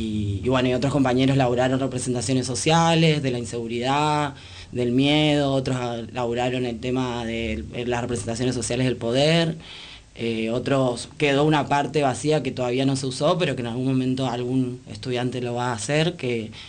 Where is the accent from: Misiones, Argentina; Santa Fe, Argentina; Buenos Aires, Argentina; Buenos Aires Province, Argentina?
Misiones, Argentina; Yo soy de Misiones y me interesaba como toda la cuestión de allá